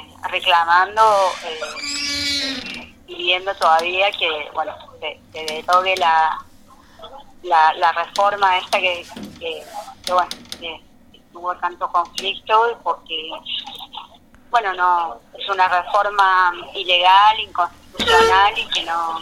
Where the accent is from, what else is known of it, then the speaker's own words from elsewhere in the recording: Jujuy, Argentina; now in Córdoba, Argentina; y yo soy de la Puna jujeña, justamente.